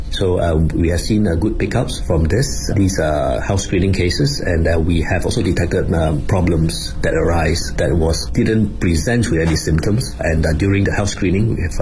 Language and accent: English; Singapore; I'm from Singapore.